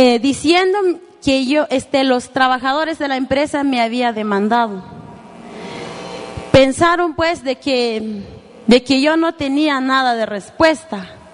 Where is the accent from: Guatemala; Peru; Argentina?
Guatemala; nosotros como guatemaltecos todos los días pagamos nuestros impuestos y no la empresa